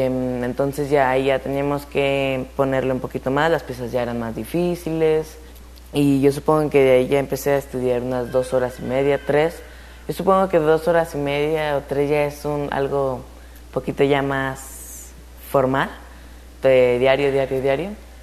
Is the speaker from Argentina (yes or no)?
no; Zacatecas, Mexico; Tengo 13 años, soy de aquí, de Zacatecas, y yo toco el piano.